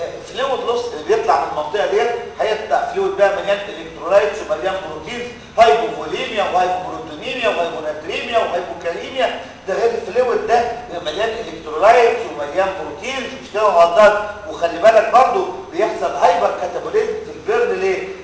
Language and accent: Arabic; Egypt; احنا عندنا في مصر ماشيين تحت ال 30 وفوق ال 30